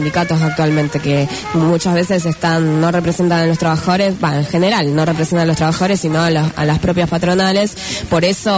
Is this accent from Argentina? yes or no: yes; Rosario, Santa Fe, Argentina; Sí, soy rosarina.